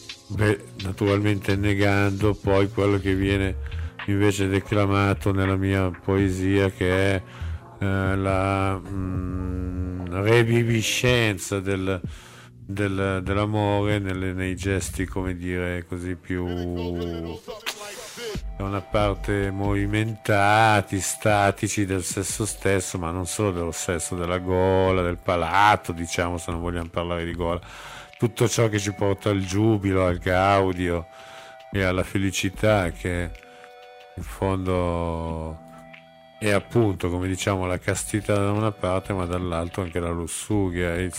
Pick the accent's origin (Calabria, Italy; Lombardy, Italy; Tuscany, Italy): Lombardy, Italy; Como; Io sono di Como come voi, come la maggior parte di voi